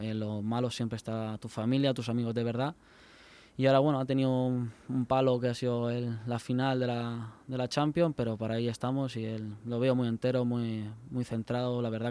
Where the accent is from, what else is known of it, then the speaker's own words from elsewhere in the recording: Elche, Valencian Community, Spain; yo soy ilicitano y del Elche está en las venas, me corre por las venas.